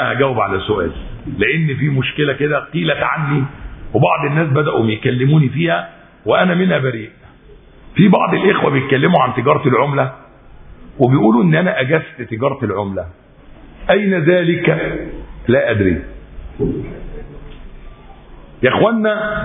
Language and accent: Arabic; Egypt; أنا مصري مسلم مصري